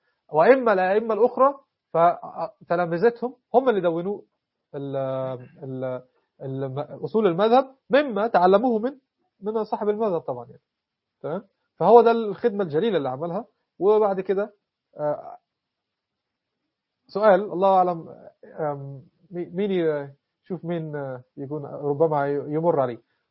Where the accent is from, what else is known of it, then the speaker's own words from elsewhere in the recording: Egypt; وهو مصري بالمناسبة، مش عشان أنا مصري